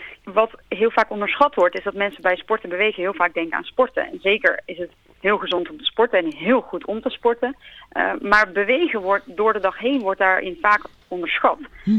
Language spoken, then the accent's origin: Dutch; Netherlands; altijd, wij als Nederlanders zitten heel veel.